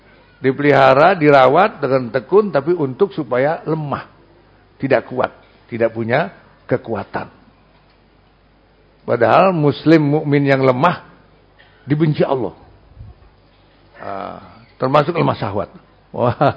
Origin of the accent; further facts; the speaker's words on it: Jakarta, Indonesia; Bukan orang Betawi ya, saya Betawi.